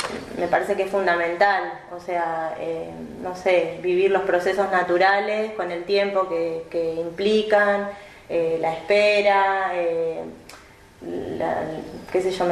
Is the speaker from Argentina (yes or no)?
yes; Tandil, Buenos Aires Province, Argentina; yo nací acá en Tandil y quizá mis recuerdos más lindos de la infancia tenían que ver con el campo.